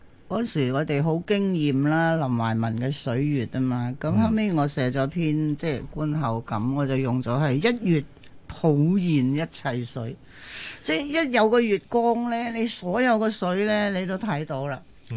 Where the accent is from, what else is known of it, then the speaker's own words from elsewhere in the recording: Guangdong, China; 陳文常即係我哋廣東人嘅榮譽嚟嘅